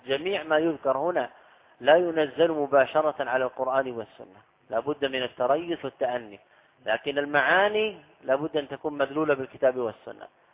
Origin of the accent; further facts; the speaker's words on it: Saudi Arabia; أنا لست من أهل مصر. تسأل أهل البلد، هذا من الغرائب على الطلاب سبحان الله. يعني أنا قادم من السعودية تحشرني في مسائل؟